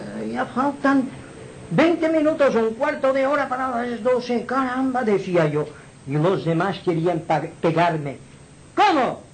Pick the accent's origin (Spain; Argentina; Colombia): Spain; Inca, Balearic Islands; yo siempre he sido un poco más del equipo de mi pueblo